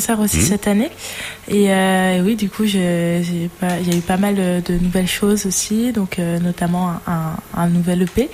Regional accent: Issoudun, Centre-Val de Loire, France; donc on l'a tourné à Issoudun, donc dans l'Indre, c'est là d'où je viens, où j'ai grandi, quoi

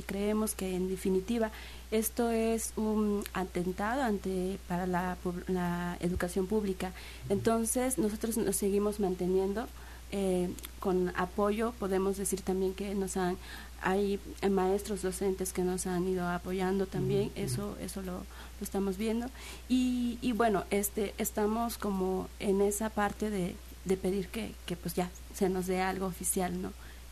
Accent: Veracruz, Mexico; yo vengo de la Sierra de Songolica

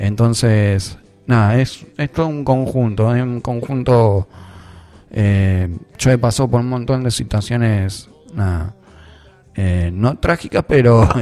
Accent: Remedios de Escalada, Buenos Aires Province, Argentina; also born or lived in Rosario; si bien yo nací en Rosario, pero cuando vinimos para acá, vinimos a vivir en la Escalada.

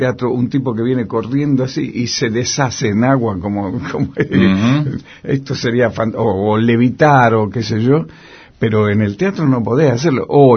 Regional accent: Tucumán, Argentina; moved away; yo me atrevo a decirlo, que yo salí huyendo de Tucumán.

